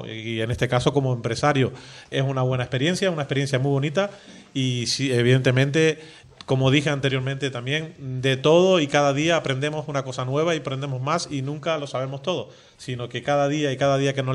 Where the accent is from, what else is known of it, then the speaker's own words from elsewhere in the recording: Canary Islands, Spain; born there; now in Lanzarote, Spain; No, nací en Gran Canaria y llevo viviendo en Lanzarote aproximadamente unos 20 años.